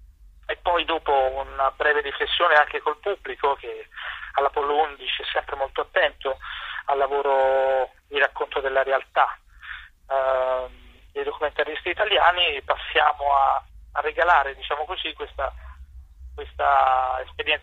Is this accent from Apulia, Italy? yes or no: yes; Bari, Apulia, Italy; moved away as an adult; also born or lived in Salerno / Matera; now in Rome, Italy; io sono nato in Campania, a Salerno, sono vissuto da ragazzino a Matera, in Basilicata, e poi sono andato a crescere prima di venire a Roma a studiare cinema a Bari.